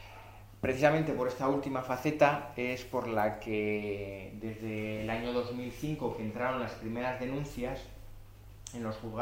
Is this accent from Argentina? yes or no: no; Basque Country, Spain; vengo de Vizcaya